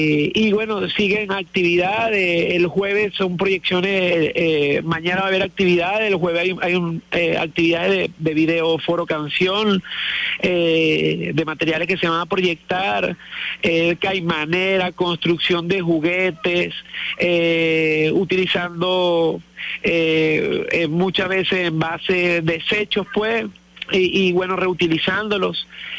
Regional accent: Venezuela; es porque hablaba mucho de una actitud nosotros como venezolanos de despilfarradores, de altos consumistas

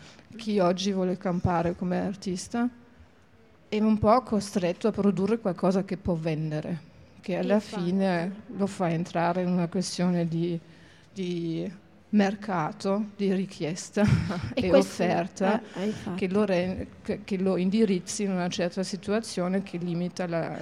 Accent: Germany; Italian is a second language; non sono italiana ma tedesca, vengo dal mondo di Immanuel Kant

